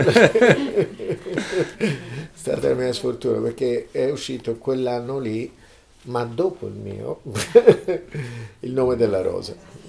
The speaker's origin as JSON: {"language": "Italian", "town": "Lucca", "region": "Tuscany", "country": "Italy", "tie": "born there", "said": "io sono nato a Lucca, sono queste città con le mura, sono queste città, questi comuni, queste entità isolate"}